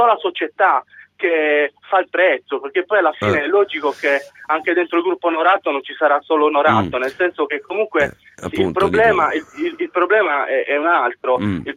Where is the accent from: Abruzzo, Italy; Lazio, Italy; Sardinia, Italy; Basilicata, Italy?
Sardinia, Italy; Olbia; now in Cagliari, Italy; sono di Olbia, mi sono trasferito da giugno a Cagliari, dove risiedo